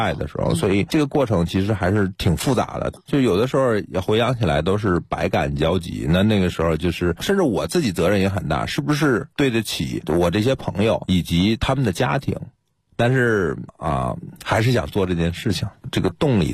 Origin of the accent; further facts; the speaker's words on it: Beijing, China; 很简单，我是北京人，这片土地特别熟悉